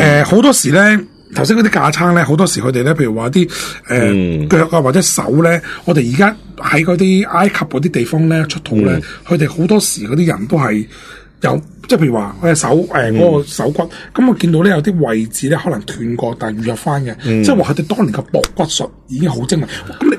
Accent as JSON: {"language": "Cantonese", "country": "China", "said": "其实我哋中国人咧都有呢个外科手术嘅"}